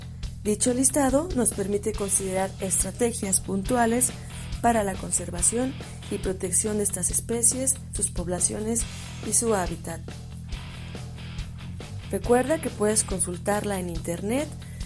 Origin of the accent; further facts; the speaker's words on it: Mexico; Como mexicanos y mexicanas tenemos el privilegio de poseer una inmensa riqueza natural